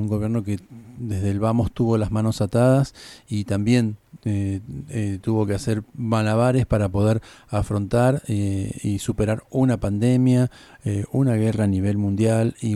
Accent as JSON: {"language": "Spanish", "country": "Argentina", "said": "Procuremos, como argentinos, ser inteligentes, ser ciudadanos"}